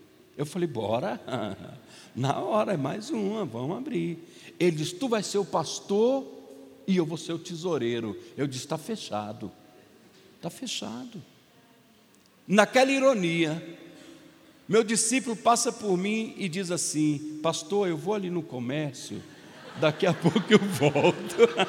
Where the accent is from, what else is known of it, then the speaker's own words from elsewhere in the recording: Minas Gerais, Brazil; Não estou falando mal de vocês, estou falando mal de mim, eu sou mineiro.